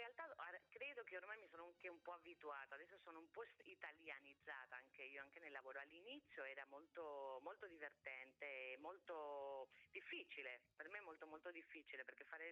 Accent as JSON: {"language": "Italian", "country": "Spain", "said": "nel mio paese, in Spagna, sarebbe proprio inconcepibile"}